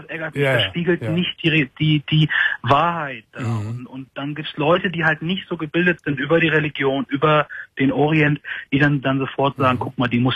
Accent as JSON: {"language": "German", "country": "Germany", "said": "ich bin Deutscher, ich habe eine deutsche Mutter und ich sehe auch deutsch aus. Ich habe zwar nur einen anderen Glauben, aber ich fühle mich als Deutscher."}